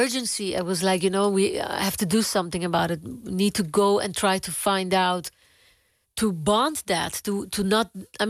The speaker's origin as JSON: {"language": "Dutch", "country": "Aruba", "said": "ik ben op Aruba geboren. Ik ben een Arubaan. Maar ik ben ook van Spanje, van Colombia, van Curaçao, van Venezuela. Mijn overgrootvader is PIC'er. Hij komt van Spanje."}